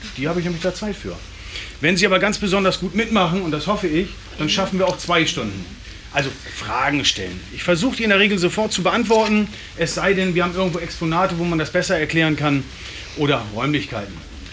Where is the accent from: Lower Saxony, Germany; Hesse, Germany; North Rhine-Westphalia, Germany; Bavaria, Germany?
Lower Saxony, Germany; Cuxhaven; born there; ich bin ein paar Jährchen über 50 Jahre alt, gebürtiger Cuxhavener